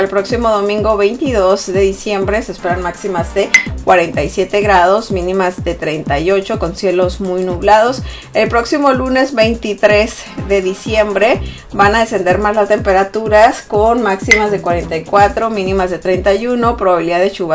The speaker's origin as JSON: {"language": "Spanish", "region": "Sonora", "country": "Mexico", "said": "algo más típico de mi tierra, ¿no? De allá de Sonora."}